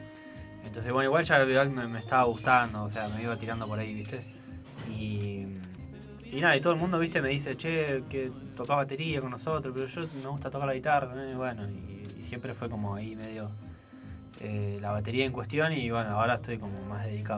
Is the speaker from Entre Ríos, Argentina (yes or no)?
no; La Plata, Buenos Aires Province, Argentina; Sí, yo sí, soy